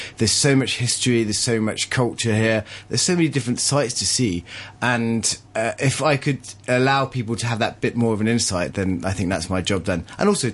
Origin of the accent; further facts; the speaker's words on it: East Midlands, United Kingdom; I grew up in Leicestershire, and Leicester is 50% non-white.